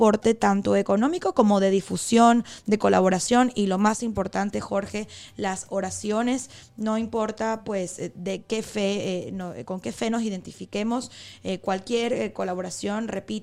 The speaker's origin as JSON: {"language": "Spanish", "country": "Venezuela", "moved": "yes", "lives_now": "Spain", "said": "Tendría que ver si se celebra también aquí en España, en mi país, Venezuela."}